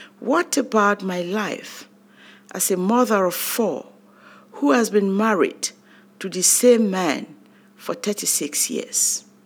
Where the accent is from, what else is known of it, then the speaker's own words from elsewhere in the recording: Cameroon; English is a second language; We spoke Nofi, Mendimba, Douala, Bakweri, Bassa, Douala, and other Cameroonian tribal languages only under the confines of our home.